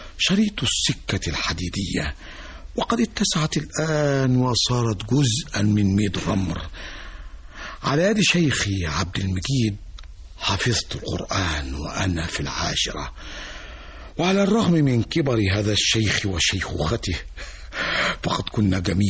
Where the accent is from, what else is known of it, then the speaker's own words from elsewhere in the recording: Daqadous, Dakahlia, Egypt; في قريتي داقادوس كانت الجذور الأولى، الأب والأم والإخوة والأهل والأحباب والصحاب والناس الطيبون.